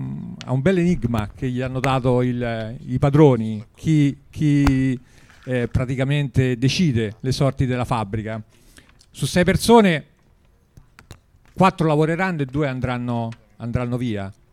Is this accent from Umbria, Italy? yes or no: yes; Narni, Umbria, Italy; io sono di Narni, a 10 km da Terni